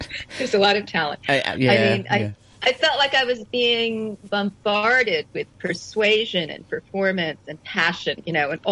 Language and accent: English; United States; But for me, as an American watching this, I wish that we had that level of, you know, sort of cooperative dialogue.